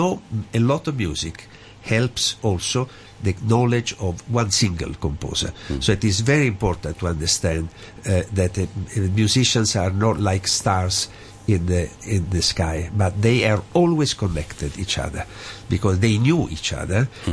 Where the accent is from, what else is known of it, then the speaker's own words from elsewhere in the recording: Naples, Campania, Italy; English is a second language; I am from Naples.